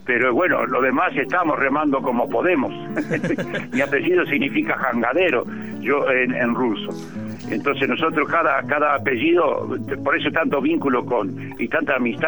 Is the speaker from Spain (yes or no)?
no; Chaco, Argentina; yo pude salir desde los montes del Chaco, ¿no? Mi canto vengo de los montes del Chaco, mi canto es la semilla.